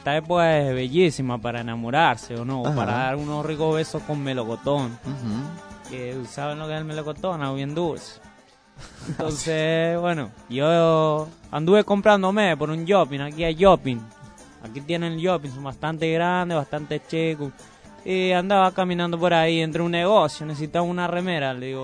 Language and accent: Spanish; Puerto Rico; Y una chica me dice, oye, tú eres cubano. Digo, no, yo soy puertorriqueño.